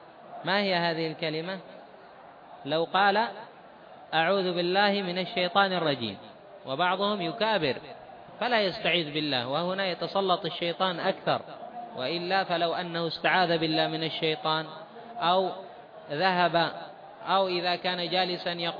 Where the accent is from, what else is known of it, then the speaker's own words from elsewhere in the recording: Taiz, Taiz Governorate, Yemen; حتى عندنا في تعز.